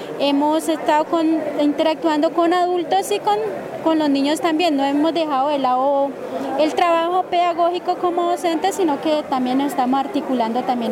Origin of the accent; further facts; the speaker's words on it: Corinto, Cauca, Colombia; vengo del territorio de Corinto, Resguardo Páez de Corinto, Cauca.